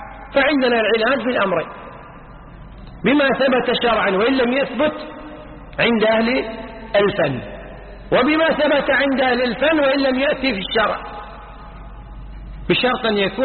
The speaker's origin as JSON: {"language": "Arabic", "country": "Kuwait", "said": "يعني مثلا عندنا بالكويت توقيت موضوع من أول سنة 86"}